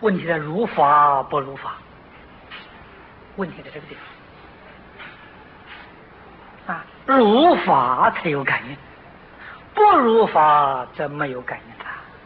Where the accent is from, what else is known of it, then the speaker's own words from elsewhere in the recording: China; 那么这两个字有一点像我们中国人讲的愚者，